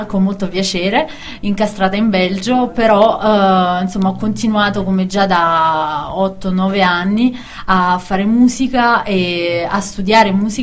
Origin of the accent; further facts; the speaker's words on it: Caserta, Campania, Italy; io vengo da Caserta in Campania